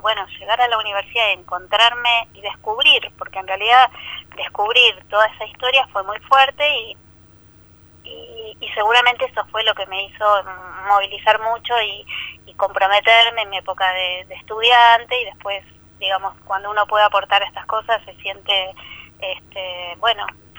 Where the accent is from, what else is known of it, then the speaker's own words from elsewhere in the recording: Pigüé, Buenos Aires Province, Argentina; also born or lived in La Plata; yo estaba terminando el secundario en mi pueblo, que es Pigüé, provincia de Buenos Aires, y bueno, terminé el secundario, me fui a estudiar a La Plata